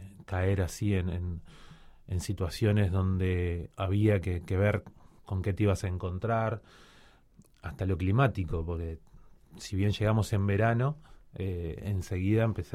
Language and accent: Spanish; Cuba; born there; hay un grupito interesante de hijos de uruguayos que nacimos en Cuba